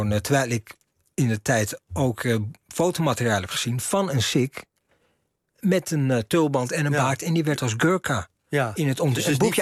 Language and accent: Dutch; Amsterdam, North Holland, Netherlands; ik kom uit Amsterdam-Zuid. Hè, rivierbuurt of Overtoom geboren, maar in Amsterdam. Opgegroeid in de rivierenbuurt. Maar hier liggen ook mijn roots. Dus in die zin voel ik me thuis.